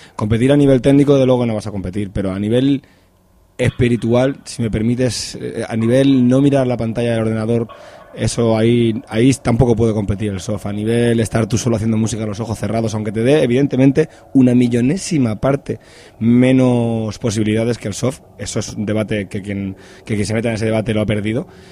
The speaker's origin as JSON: {"language": "Spanish", "town": "Madrid", "region": "Community of Madrid", "country": "Spain", "said": "nosotros somos castizos madrileños"}